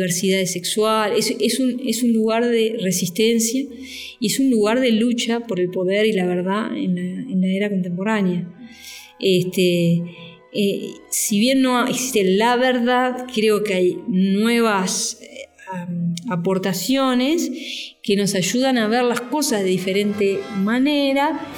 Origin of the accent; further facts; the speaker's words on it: Uruguay; now in Mexico; yo como uruguaya, por eso me vine a vivir a México un tiempo